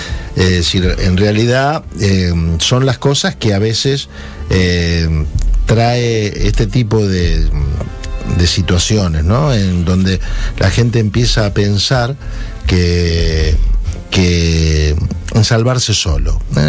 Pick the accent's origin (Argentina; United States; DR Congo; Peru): Argentina; Pero esto debe ser un poco como somos los argentinos, ¿no?